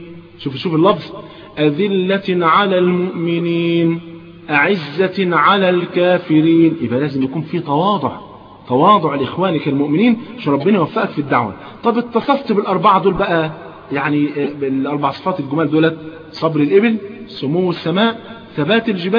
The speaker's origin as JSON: {"language": "Arabic", "country": "Egypt", "said": "طيب كان زمان تلاقي عندنا في مصر هنا بالذات كان تلاقي مثلا ايه فلان شيخ عمود في الازهر"}